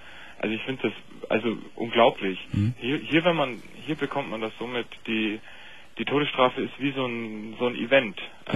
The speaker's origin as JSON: {"language": "German", "town": "Munich", "region": "Bavaria", "country": "Germany", "accent": "Bavarian", "said": "Ich bin Münchner, aber habe auch ein bisschen Sprachwissenschaften studiert und deswegen hört man vielleicht auch den bayerischen Akzent."}